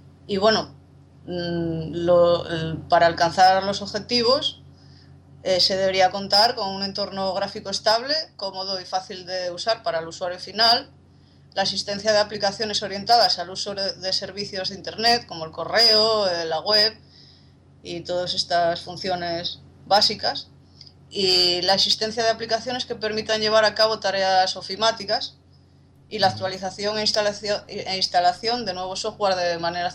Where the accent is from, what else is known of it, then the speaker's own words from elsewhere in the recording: Cudillero, Asturias, Spain; De Cudillero, de lo que es mi concejo, mi pueblo.